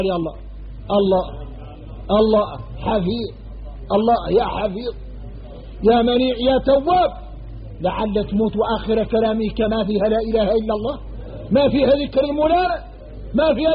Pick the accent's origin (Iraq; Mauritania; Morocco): Mauritania; احنا موريتاني